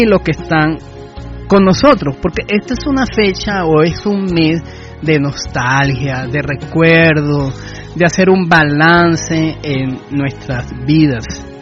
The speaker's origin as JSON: {"language": "Spanish", "country": "Venezuela", "said": "Y nosotros como venezolanos y con una tradición y con nuestras costumbres debemos celebrar la Navidad."}